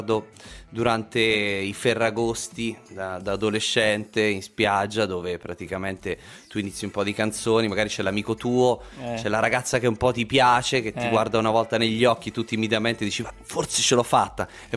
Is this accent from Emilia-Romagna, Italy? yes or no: no; Ascoli Piceno, Marche, Italy; born there; now in Milan, Italy; sono nato a Ascoli, ma praticamente...